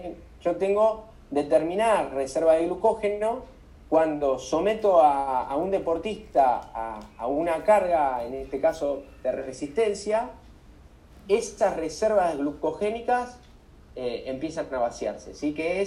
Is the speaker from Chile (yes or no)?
no; Balcarce, Buenos Aires Province, Argentina; yo soy de Balcarce, desde que yo vivía en Balcarce, es siempre el mismo recorrido.